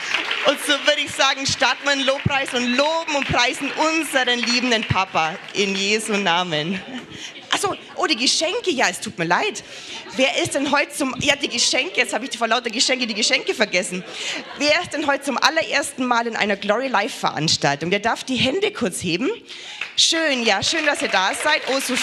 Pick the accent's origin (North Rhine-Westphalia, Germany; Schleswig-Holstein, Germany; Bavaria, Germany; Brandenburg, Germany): Bavaria, Germany; Wir haben bei uns im Allgäu so ein Sprichwort.